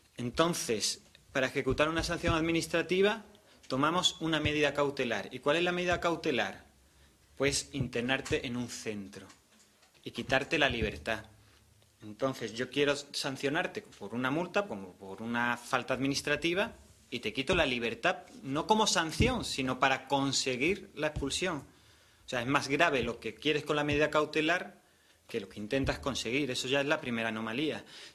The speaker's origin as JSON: {"language": "Spanish", "town": "Málaga", "region": "Andalusia", "country": "Spain", "said": "La realidad de Madrid, yo además vengo de Málaga, y noté que era diferente"}